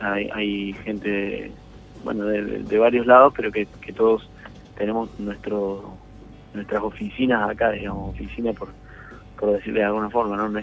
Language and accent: Spanish; Córdoba, Argentina; Nosotros somos de Córdoba.